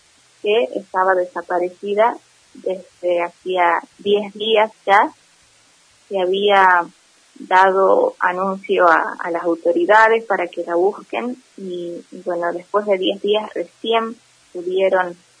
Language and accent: Spanish; Abra Pampa, Jujuy, Argentina; now in San Salvador de Jujuy, Argentina; Así es. Bueno, yo soy de Abrapampa, actualmente resido en San Salvador